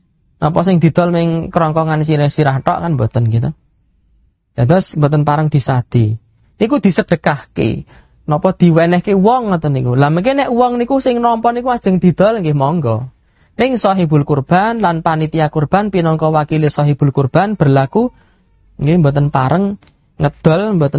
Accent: Bayat, Central Java, Indonesia; Kula nggih nderek pitepangan kula saking Bayat hadine ngrat gitu. Bapak kula menika rumiyin hobi jimat. Hobi kuburan lan Islam mambu-mambu kejawen.

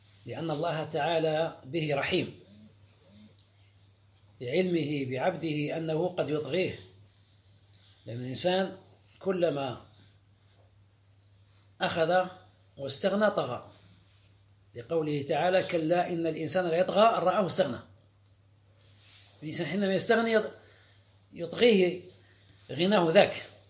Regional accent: Algeria; هذا المصطلح اليوم في القوانين الوضعية عندنا في الجزائر هنا

